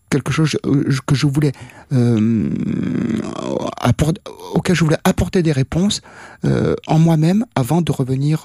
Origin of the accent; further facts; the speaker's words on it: Réunion, France; moved away; la question de mon enfance à La Réunion était il y avait une certaine souffrance